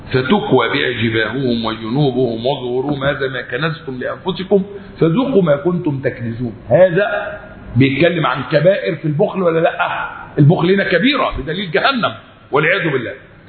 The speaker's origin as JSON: {"language": "Arabic", "country": "Egypt", "said": "إحنا أصبحنا حياتنا كمصريين أصبحنا نقلد الخلايجة"}